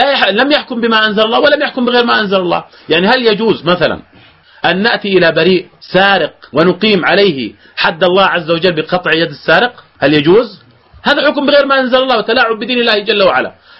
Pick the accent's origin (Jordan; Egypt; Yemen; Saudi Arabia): Jordan; عندنا في الأردن بهذه الآيات